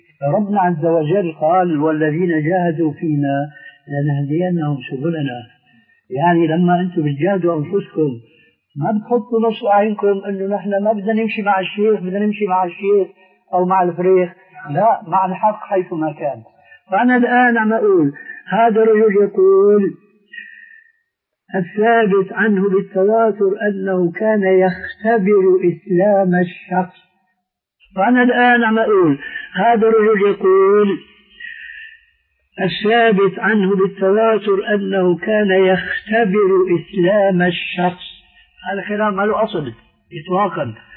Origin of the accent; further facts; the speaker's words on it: Syria; كما يقولون عندنا في الشام نقول أساطير